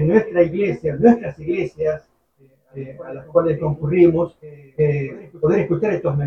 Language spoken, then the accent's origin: Spanish; Los Angeles, California, United States; moved away; cuando yo salí de mi ciudad, de Los Ángeles, y lo vi a un día de distancia donde estoy viviendo actualmente